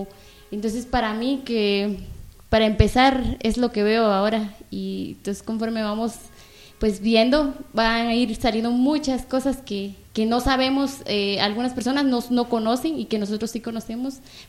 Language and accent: Spanish; Totonicapán, Guatemala; soy de Totonicapán.